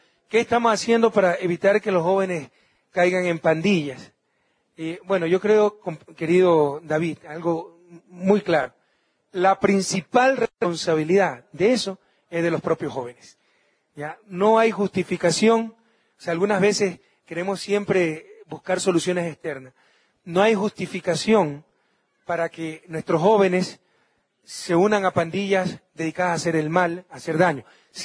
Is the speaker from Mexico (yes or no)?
no; Guayaquil, Guayas, Ecuador; now in Quito, Ecuador; Sepan ustedes que en Guayaquil, mi ciudad natal, aunque no lo crean, viven unos 100.000 quichohablantes